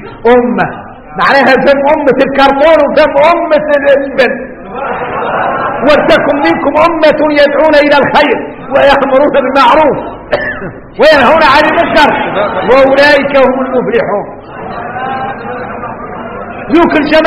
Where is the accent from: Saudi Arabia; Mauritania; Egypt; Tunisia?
Mauritania; الرجال احنا موريتاني وارك ما ينقال لنا حكم